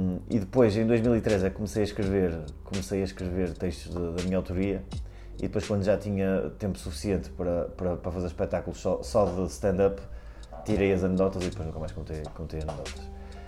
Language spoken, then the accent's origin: Portuguese; Porto, Portugal; Rapaz, isso tem que escolher Porto porque é a minha terra, não é?